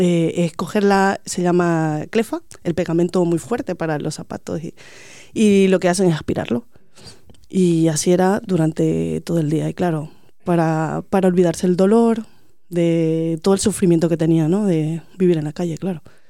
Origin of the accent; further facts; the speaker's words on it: Santa Cruz de la Sierra, Santa Cruz, Bolivia; Soy boliviana, pero... Y en mi ciudad de Santa Cruz había mucho, cuando indagué... Cruceña, exacto, sí. Pues yo llevo 18 años aquí.